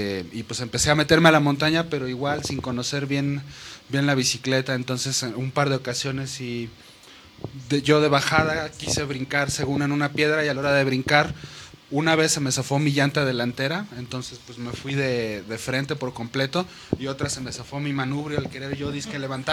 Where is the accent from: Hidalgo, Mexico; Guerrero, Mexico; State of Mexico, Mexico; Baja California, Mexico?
State of Mexico, Mexico; Toluca; also born or lived in Ecatepec / Chiapas; yo nací aquí en el DF, pero casi recién nacido nos fuimos a vivir a Ecatepec, luego a Toluca. Aprendí a andar en bici en Toluca y como entre tercero, quinto de primaria me fui a Chiapas